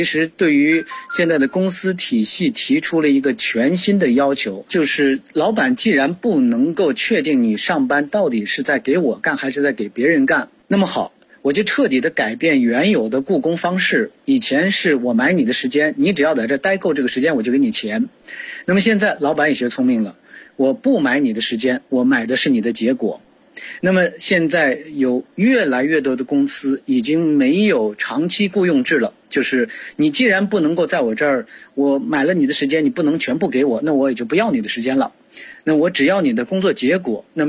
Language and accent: Chinese; China